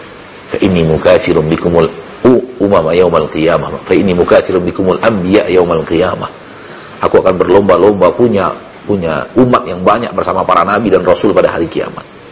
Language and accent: Indonesian; South Sulawesi, Indonesia; berasal dari Sulawesi Selatan. Di Bugis, Masya Allah, warga Bugis